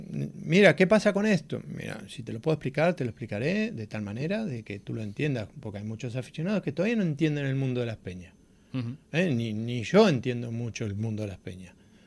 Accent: Miramar, Buenos Aires Province, Argentina; born there; No, soy argentino, nacido en la ciudad de Miramar, la provincia de Buenos Aires.

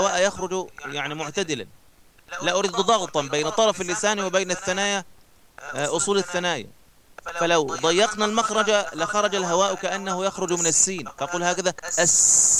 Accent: Egypt; بمقدار تسمى عندنا في مصر الإبرة

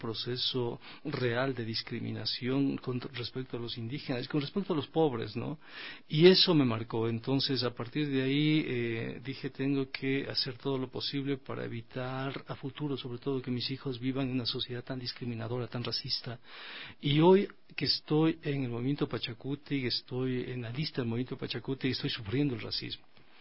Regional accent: Quito, Pichincha, Ecuador; soy quiteño, nací en 1963

